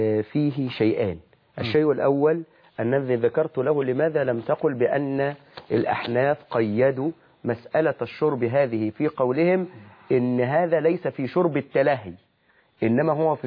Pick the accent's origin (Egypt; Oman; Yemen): Egypt; accent: Egyptian; إن أنت بتقول ببلع بلهجتنا المصرية